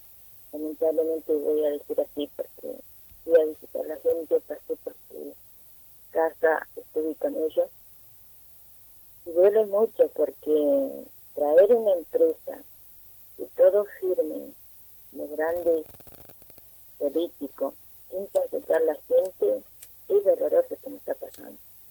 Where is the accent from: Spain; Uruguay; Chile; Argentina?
Argentina; Chos Malal, Neuquén; vengo de Chosmalal, de una comunidad mapuche de acá la zona norte.